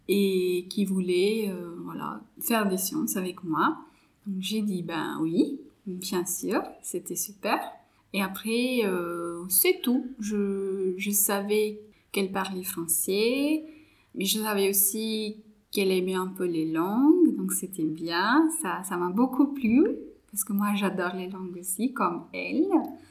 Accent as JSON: {"language": "French", "country": "India", "first_language": "Marathi", "second_language": "French", "said": "Moi, je parle l'anglais, le français, marathi, c'est ma langue maternelle, et aussi la langue régionale. Hindi, c'est la langue nationale."}